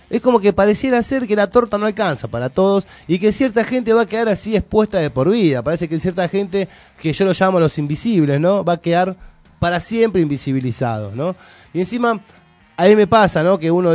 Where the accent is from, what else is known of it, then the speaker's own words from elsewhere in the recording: Argentina; que me indigna esta cosa de fanatismo barato argentino, de este argentinismo vacío, ¿no? Esta cosa de somos argentinos cada 4 años, somos argentinos